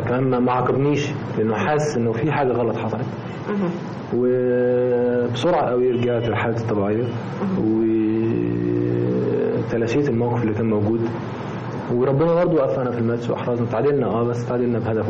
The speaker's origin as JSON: {"language": "Arabic", "country": "Egypt", "said": "ان احنا كمصريين وكشعب طيب وشعب عاطفي سكتنا"}